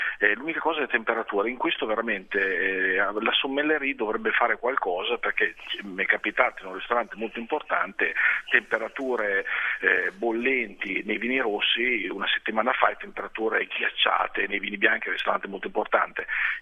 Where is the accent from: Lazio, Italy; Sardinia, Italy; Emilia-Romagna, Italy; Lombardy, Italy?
Emilia-Romagna, Italy; Parma; Io sono di Parma